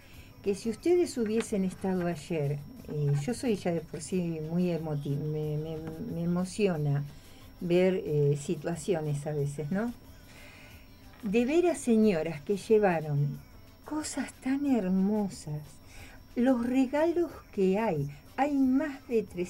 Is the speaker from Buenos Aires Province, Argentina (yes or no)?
yes; Burzaco, Buenos Aires Province, Argentina; yo soy de Bursaco y uno conoce los negocios, el ámbito donde uno está, ¿no?